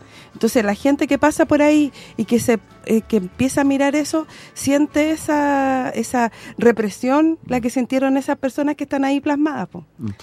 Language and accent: Spanish; Santiago, Santiago Metropolitan Region, Chile; nosotros que vivimos en la Villa Francia y que nacimos acá en la Villa